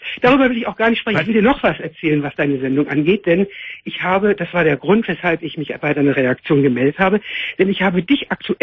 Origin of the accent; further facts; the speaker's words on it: Netherlands; German is a second language; moved away as an adult; also born or lived in Amsterdam; Ich meine, ich bin aus Holland.